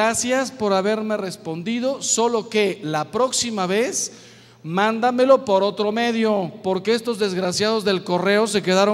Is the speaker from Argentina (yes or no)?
no; Mexico; ustedes saben que yo soy mexicano